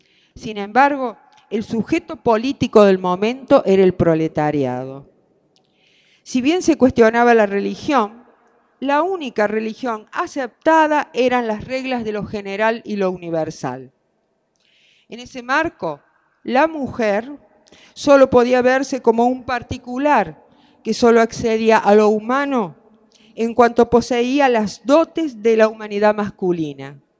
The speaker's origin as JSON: {"language": "Spanish", "region": "Córdoba", "country": "Argentina", "said": "se habrán dado cuenta que soy cordobesa"}